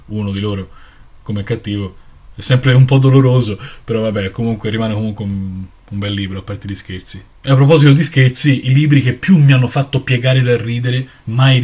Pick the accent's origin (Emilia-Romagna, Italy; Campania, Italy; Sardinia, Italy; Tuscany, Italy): Tuscany, Italy; Florence; ho 32 anni e vengo da Firenze